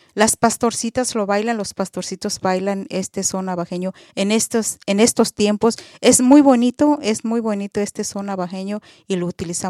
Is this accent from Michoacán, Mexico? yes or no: yes; Ichán, Michoacán, Mexico; Allá en mi comunidad, Ichán, Michoacán, de donde yo soy, en Erashamani